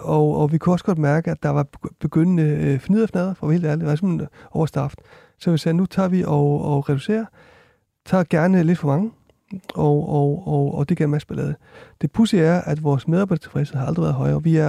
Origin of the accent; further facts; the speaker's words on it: Iceland; Danish is a second language; now in Denmark; jeg kommer fra Island også